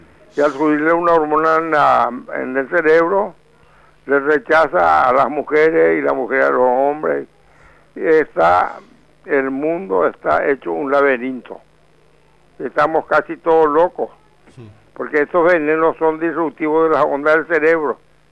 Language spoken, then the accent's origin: Spanish; Paraguay; Y yo más que paraguayo, yo soy latinoamericano.